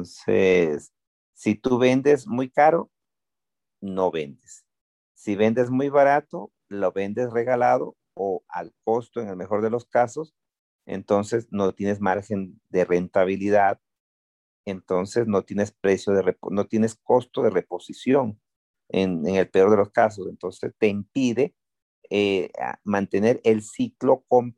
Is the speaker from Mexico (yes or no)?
no; Ecuador; also born or lived in Venezuela; La situación económica y política de Venezuela me hizo tomar esa determinación de mudarme a mi tierra, Ecuador